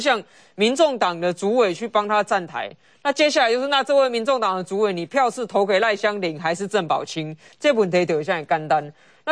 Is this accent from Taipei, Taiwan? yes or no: yes; Taipei, Taiwan; 以我一个台北市的角度来看，桃园市现在发展的机会是我们台北人梦寐以求而不可得的啊。